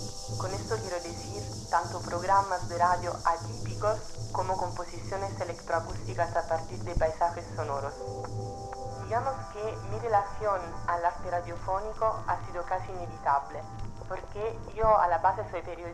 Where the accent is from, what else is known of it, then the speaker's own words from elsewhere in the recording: Italy; first language Italian; Spanish is a second language; also born or lived in Madrid; now in Marseille, France; ahora que estoy en Marsella, muchas veces el asunto de no hablar el idioma como el italiano, que es mi idioma nativo, madre